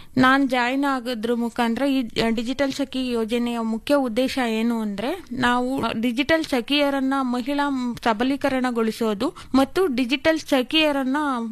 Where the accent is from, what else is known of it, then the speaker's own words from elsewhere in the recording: Honasakere, Karnataka, India; ನಾನು ಹೊನಸ್ಕೆರೆ ಗ್ರಾಮದಿಂದ ಬಂದಿದ್ದೀನಿ.